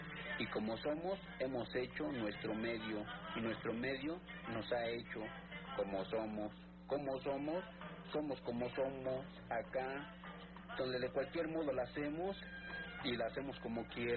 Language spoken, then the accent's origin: Spanish; Mexico City, Mexico; como somos los mexicanos, como somos todos los tepiteños, como Tepito es síntesis de lo mexicano